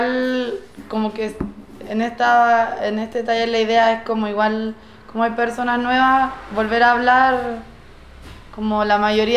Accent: Chile; yo soy chilena, ando de viaje, soy viajera hace un buenos años ya.

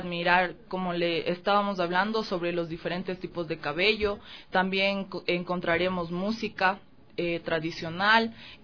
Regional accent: Quito, Pichincha, Ecuador; Y, bueno, mis papás son de Ibarra, pero yo nací aquí en Quito.

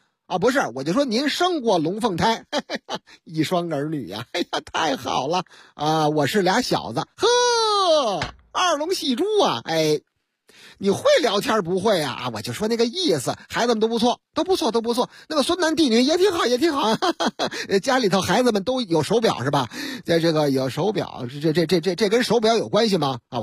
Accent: Beijing, China; 我老家北京丰台区丰城园附近。丰城园啊，我挨那儿住过

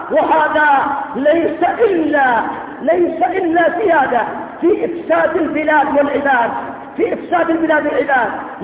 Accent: Yemen; وعندنا في اليمن لما قامت الدولة الاشتراكية الشيوعية في المحافظات الجنوبية

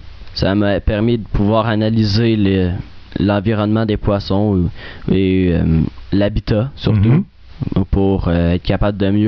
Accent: L'Assomption, Quebec, Canada; Je viens d'un banlieue de Montréal à l'Assomption.

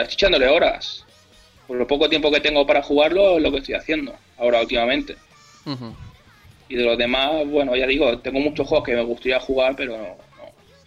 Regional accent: Barcelona, Catalonia, Spain; Yo soy de Barcelona, ¿vale?

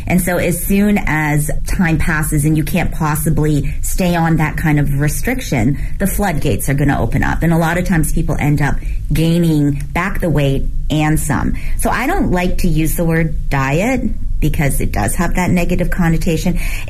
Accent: Canada; born or raised there; moved away as an adult; also born or lived in Hong Kong / New York; now in Beijing, China

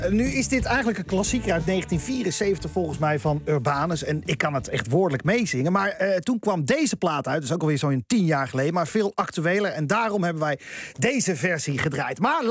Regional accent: Abcoude, Utrecht, Netherlands; Ik kom uit Apkoude

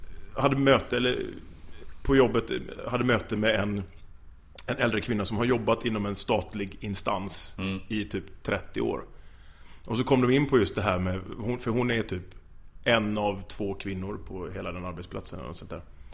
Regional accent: Gothenburg, Västra Götaland County, Sweden; Ordvits, jag är från Göteborg.

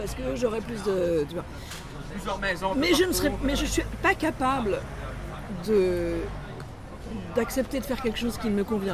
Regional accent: Morocco; born there; Parce que je suis francophone, comme vous. C'est-à-dire que je suis née au Maroc dans un pays qui était francophone.

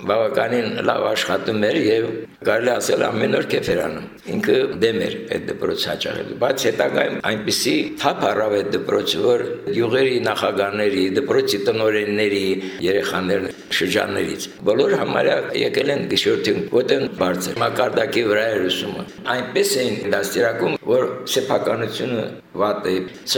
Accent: Stepanakert, Nagorno-Karabakh, Azerbaijan; Ասացիք արդեն, ծնվել եմ Ստեփանակերտում, 7 տարեկանից հաճախեցի Ստեփանակերտին նորաբաց գիշերօթիկ դպրոց։

